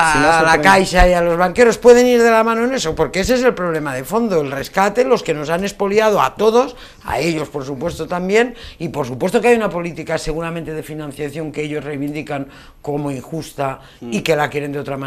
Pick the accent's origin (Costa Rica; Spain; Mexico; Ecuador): Spain; Catalonia; No, pero oye, que yo soy catalán.